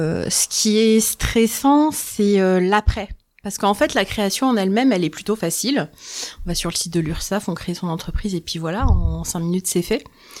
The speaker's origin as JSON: {"language": "French", "region": "Île-de-France", "country": "France", "lives_now": "Remiremont, France", "said": "Je suis originaire d'Île-de-France. Et en fait, ça fait quelques temps qu'on voulait déménager et on a sauté le pas en octobre 2022 et du coup, on est venu emménager à Remiremont."}